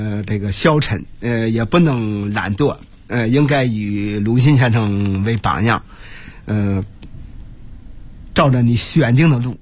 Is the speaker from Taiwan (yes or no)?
no; Handan, Hebei, China; 在河北，在邯郸，在我的老家永年县都没有人知道这些人了